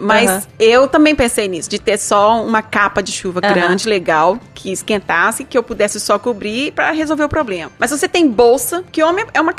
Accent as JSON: {"language": "Portuguese", "region": "Minas Gerais", "country": "Brazil", "said": "Por exemplo, eu sou de Minas, eu acho que eu tive uma sombrinha na minha vida."}